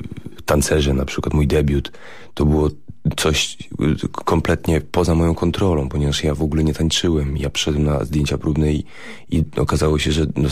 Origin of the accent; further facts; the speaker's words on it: Warsaw, Masovian Voivodeship, Poland; Ja jestem warszawiakiem, urodzonym tutaj